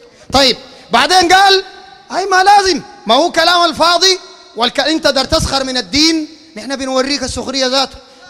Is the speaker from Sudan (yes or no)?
yes; Sudan; أنا سوداني يا أخي 100% زيك، لكن أنت شيوعي وأنا سني على سنة النبي